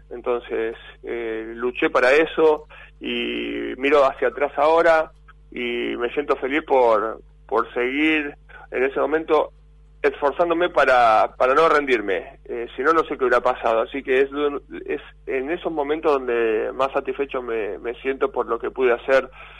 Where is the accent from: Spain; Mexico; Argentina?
Argentina; me siento orgulloso de todo lo que se pudo conseguir como jugador de básquet y como argentino.